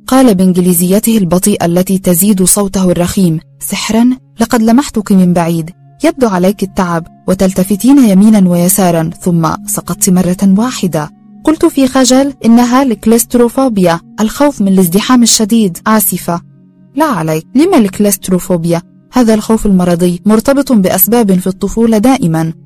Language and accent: Arabic; Nile Delta, Egypt; ونحن ذاهبان لبلدتنا في دلتا مصر